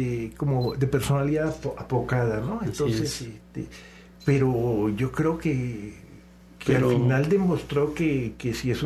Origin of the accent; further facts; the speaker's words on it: Colombia; now in Mexico; Yo me siento muy, muy colombiano, pero cada vez más mexicano.